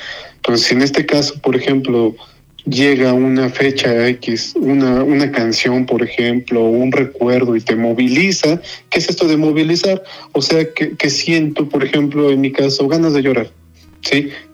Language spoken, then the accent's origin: Spanish; Mexico; lo que nos corresponde como mexicanos en la prehispánica